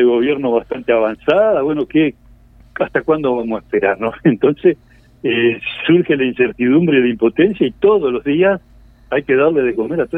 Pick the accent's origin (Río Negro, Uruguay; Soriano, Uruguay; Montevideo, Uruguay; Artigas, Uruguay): Artigas, Uruguay; moved away as an adult; now in Salto, Uruguay; yo que soy de la frontera, yo soy hace 5 años que vivo en Salto, pero soy de Artigas.